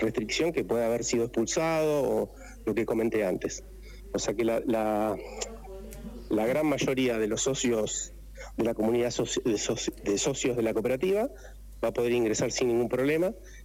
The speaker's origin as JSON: {"language": "Spanish", "region": "Santa Fe", "country": "Argentina", "tie": "born or raised there", "moved": "yes", "lives_now": "Merlo, Argentina", "said": "Yo vengo desde Santa Fe, hace 13 años que estoy en Merlo. En Santa Fe fue la cuna del cooperativismo. Me crié y me eduqué dentro de lo que es la acción cooperativa."}